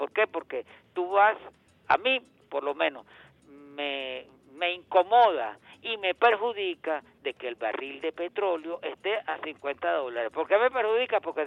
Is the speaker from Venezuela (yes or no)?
yes; Venezuela; como persona de este país, como venezolano que soy